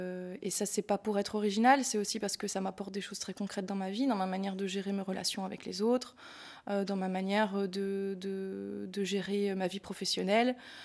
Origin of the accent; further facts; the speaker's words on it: Belgium; C'est des choses qu'on pourrait utiliser chez nous, en Belgique, dans un climat différent, en l'adaptant, voilà.